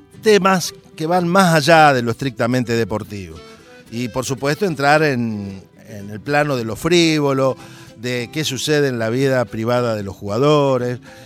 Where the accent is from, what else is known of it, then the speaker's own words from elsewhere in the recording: Santa Fe, Argentina; un grupo de cumbia de allí, de mi país, de la zona de donde vengo yo, de Santa Fe.